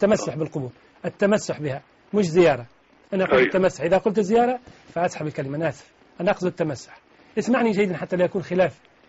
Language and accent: Arabic; Tunisia; هذا أمر شيء أعرفه عندنا في تونس